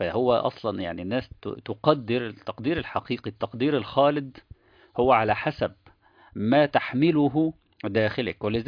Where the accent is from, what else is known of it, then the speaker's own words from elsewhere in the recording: Egypt; من وجهة نظرنا احنا كمصريين مثلا